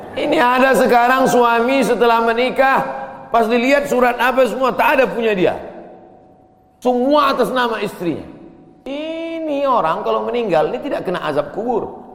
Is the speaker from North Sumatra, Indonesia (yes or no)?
yes; Medan, North Sumatra, Indonesia; Saya dari Medan. Ada juga orang kampung saya di sini.